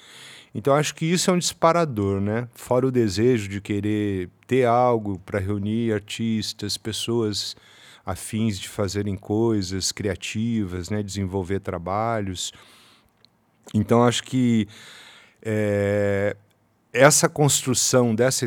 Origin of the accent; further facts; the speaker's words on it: Faxinal, Paraná, Brazil; Quando era criança, em Faxinal, uma cidade do interior do Paraná, eu brinquei por duas vezes em hospitais abandonados